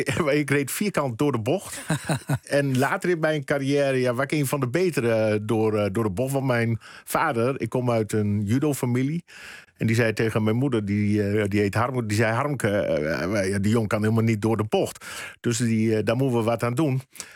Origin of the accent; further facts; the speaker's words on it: Emmen, Drenthe, Netherlands; ik kom uit Emmen.